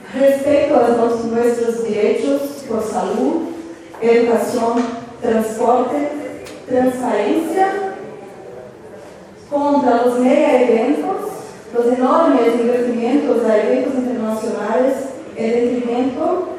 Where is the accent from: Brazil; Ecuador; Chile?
Brazil; Spanish is a second language; Yo vengo de Brasil con mis compañeros y compañeras